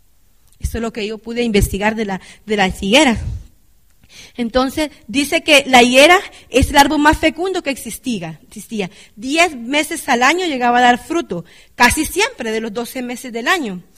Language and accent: Spanish; Honduras; yo me crecí en Honduras y allá en mi escuela